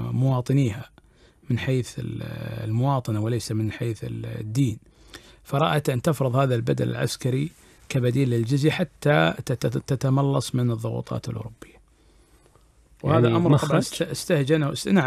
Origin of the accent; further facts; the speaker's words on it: Kuwait; موجودة عندنا في الكويت وعندنا موجودة أعتقد في الخليج اللي هو السربوتي